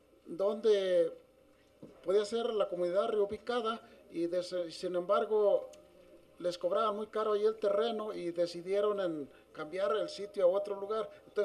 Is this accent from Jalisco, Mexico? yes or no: yes; Acasico, Jalisco, Mexico; yo vengo de la comunidad de Acacico, también nos concierne un problema muy similar